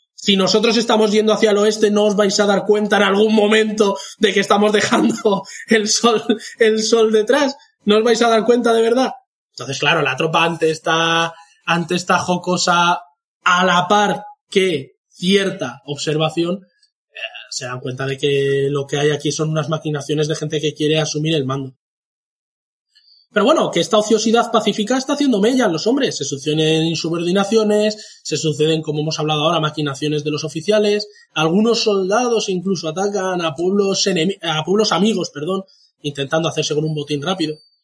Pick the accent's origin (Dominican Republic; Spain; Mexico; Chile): Spain; Al menos creo que es nuestro deber como españoles.